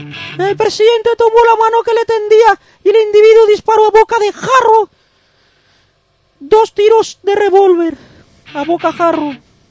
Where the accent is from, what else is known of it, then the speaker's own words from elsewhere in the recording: Spain; nosotros somos españoles y pronunciamos así